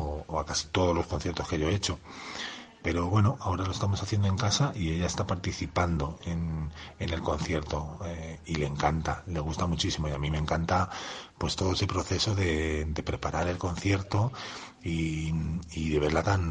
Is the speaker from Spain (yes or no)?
yes; Madrid, Community of Madrid, Spain; Pues bueno, en Madrid, sí soy de Madrid también.